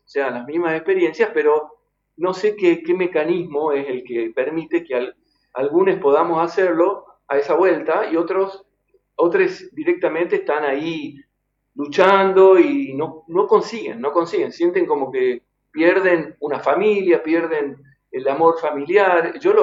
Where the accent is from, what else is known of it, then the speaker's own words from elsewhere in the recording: Argentina; Después todos hemos nacido allá, somos argentinos, ¿viste?